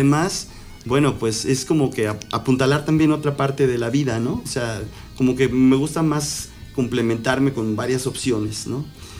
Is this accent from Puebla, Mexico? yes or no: yes; Puebla, Mexico; also born or lived in Mexico City; Yo nací en la Ciudad de México, allá hace unos cuantos años. Y bueno, muy chavito me llevaron a Puebla mis jefes a vivir, y bueno, desde ahí pues he hecho mi vida. Ahí ya me establecí